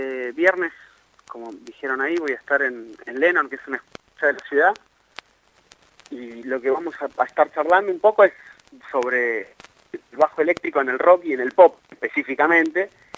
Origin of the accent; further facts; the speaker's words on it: Argentina; Soy argentino